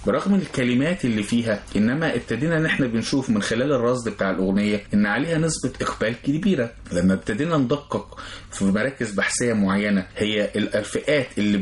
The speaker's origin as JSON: {"language": "Arabic", "country": "Egypt", "said": "احنا كمجتمع مصري"}